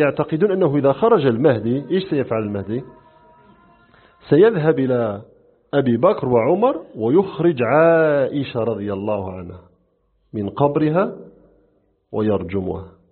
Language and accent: Arabic; Morocco; نحن عندنا في المغرب لما جاء قيام الدولة الأدارسة